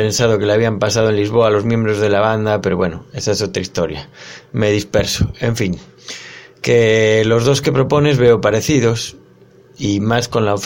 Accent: Lugo, Galicia, Spain; en pleno San Froilán, las fiestas de mi pueblo, o debería decir ciudad pequeña

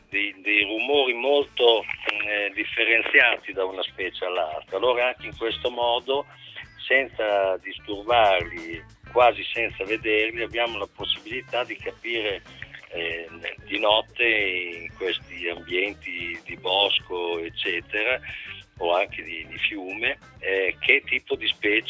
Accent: Bologna, Emilia-Romagna, Italy; Sono di Bologna

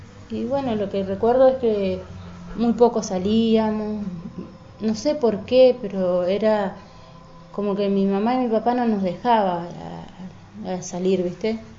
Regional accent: Quitilipi, Chaco, Argentina; En Chaco. Ahí estudié, hice mis estudios primario y bueno, hasta tercer año de secundario. A los 17 años...

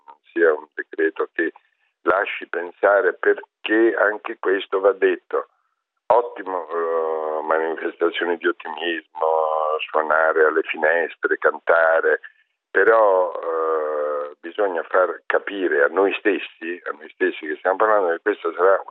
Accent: Milan, Lombardy, Italy; lo dico da milanese ma anche da italiano

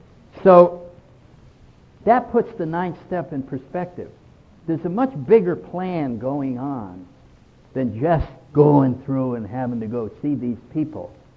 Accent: New England, United States; Well, I don't know any states where they ski except Vermont. I'm from New England.

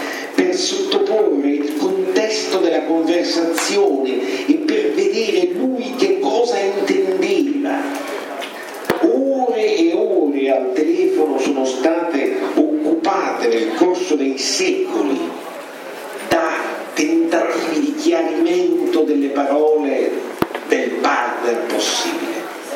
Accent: Rome, Lazio, Italy; noi siamo di Roma, quindi sapete cos'è l'ammazza caffè?

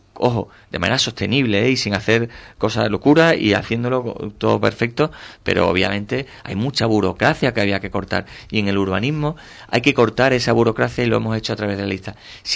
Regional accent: Cádiz, Andalusia, Spain; como el que yo vengo de Cádiz, de la ciudad de Cádiz, que su propio entorno físico pues te genera muchas dificultades

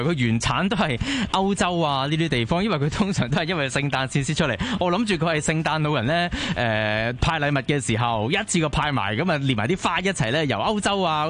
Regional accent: China; 我哋中國人過年都係紅當當啊嘛

